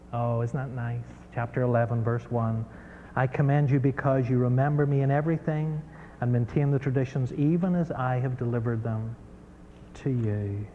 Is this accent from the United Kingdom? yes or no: no; Ireland; also born or lived in United States; I mean, I was brought up in Ireland where, you know